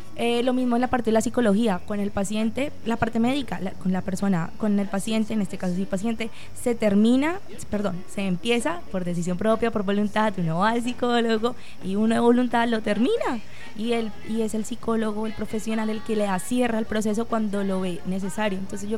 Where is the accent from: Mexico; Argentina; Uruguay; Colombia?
Colombia; pero pues es que somos colombianos, el chisme está de primeras